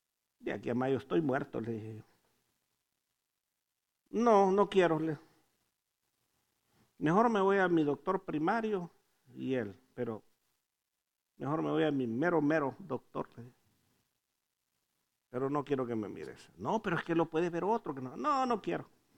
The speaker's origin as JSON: {"language": "Spanish", "country": "Honduras", "moved": "yes", "said": "Como hondureño diría, estaba güero el hombre."}